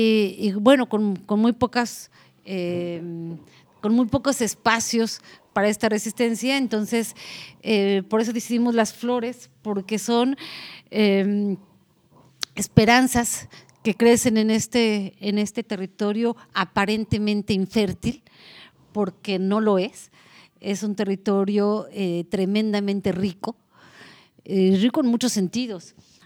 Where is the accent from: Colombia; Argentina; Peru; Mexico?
Mexico; Es decir, en mi país se hablan 68 lenguas distintas. Y cuando nosotros decimos Comcac en México, o Cumiay, o Tzotzil